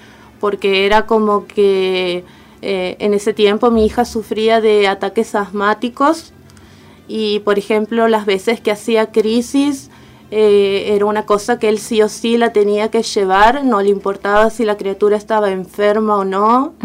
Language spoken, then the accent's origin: Spanish; Santiago del Estero, Argentina; now in Escobar, Argentina; Sí, bueno, soy de Santiago del Estero. Estoy viviendo aquí en Escobar hace un año y medio.